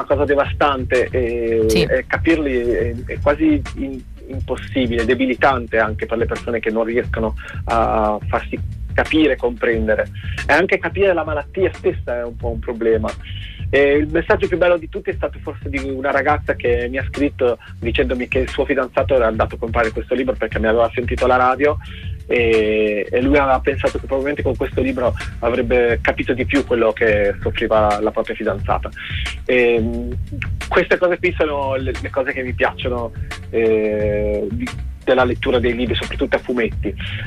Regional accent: Pesaro, Marche, Italy; E sono di Pesaro e il nostro mare ha quella è veramente strano, perché è profondo

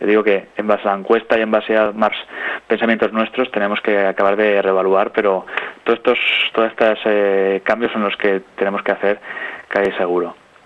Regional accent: Albacete, Castilla-La Mancha, Spain; Oye, pues yo qué sé, yo soy de Albacete, pues voy a ayudarlos porque me parece interesante.

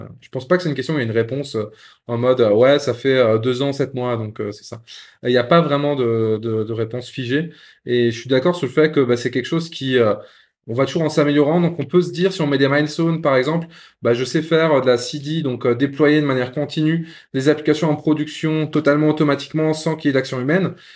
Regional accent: Grand Est, France; Moi, je suis Lorrain, mais oui, pas de Metz

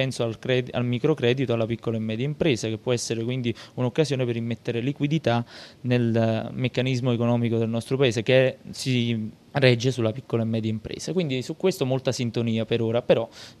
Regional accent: Pomigliano d'Arco, Campania, Italy; io sono di Pomigliano d'Arco, quindi nella mia città si è subito più di tutti questo concetto di crescita

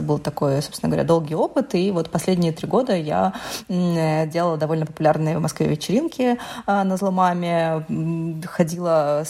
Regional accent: Donetsk, Donetsk Oblast, Ukraine; moved away as an adult; Да, я из Украины, и, собственно говоря, сейчас опыт войны меня нагнал во второй раз, потому что я из Донецка, и переехала я в Москву, собственно, именно тогда, когда началась война. Когда началась война, я была беременна, я переехала сначала в Запорожье, родила там дочь, и потом переехала в Москву

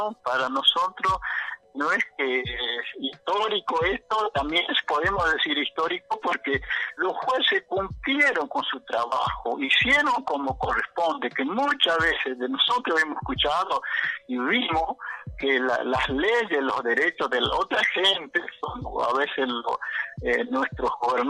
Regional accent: Argentina; podemos como ciudadanos argentinos

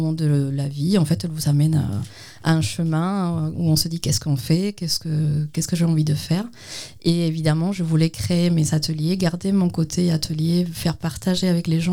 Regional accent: Cuba; je viens d'une école d'art, en fait.

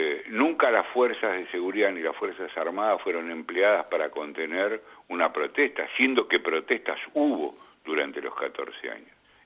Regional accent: Argentina; y yo como argentino siento esto

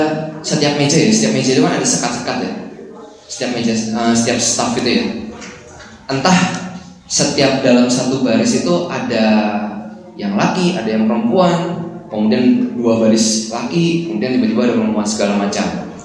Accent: Jakarta, Indonesia; apalagi yang saya asalnya dari Jakarta

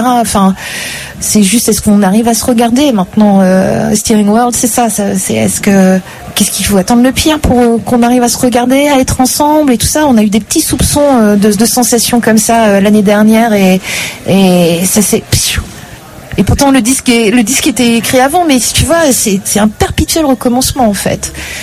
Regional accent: Hauts-de-France, France; je parle de brique parce que je viens du Nord

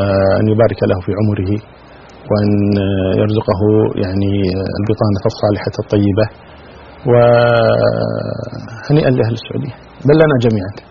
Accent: Kuwait; أولا نقول كلمة عندنا في الكويت نقولها، فك نفسك.

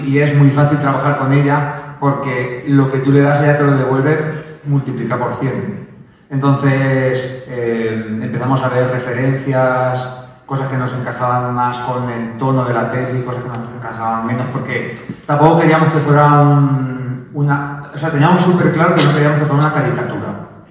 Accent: Castilla-La Mancha, Spain; Yo soy un pueblo de Cuenca

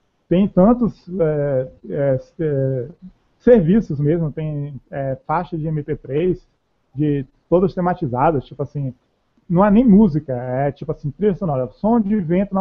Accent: Salvador, Bahia, Brazil; Eu que sou aqui de Salvador, Salvador tem 400 e lá vai cacetada anos.

